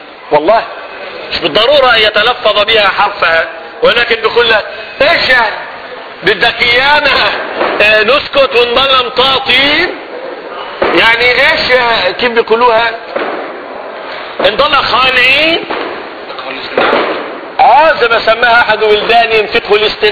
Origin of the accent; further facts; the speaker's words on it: Libya; كانت بلادنا ليبيا أليست بلاد المسلمين؟